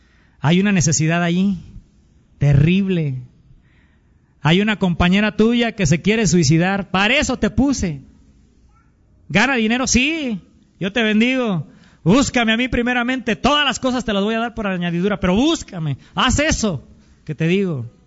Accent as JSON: {"language": "Spanish", "country": "Mexico", "said": "Si somos mexicanos, hermanos, más que otra cosa"}